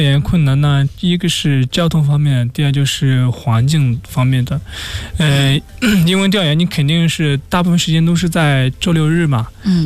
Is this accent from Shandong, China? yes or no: yes; Shandong, China; 山东，咱们是老乡啊。